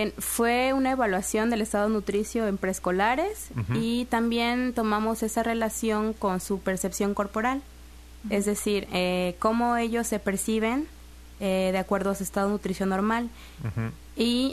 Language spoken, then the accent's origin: Spanish; Texistepec, Veracruz, Mexico; Soy originaria de un pueblo llamado Texistepec, está cerca de Acayucan, uh-huh. o de Coatzacoalcos, para los que se quieran ubicar mejor.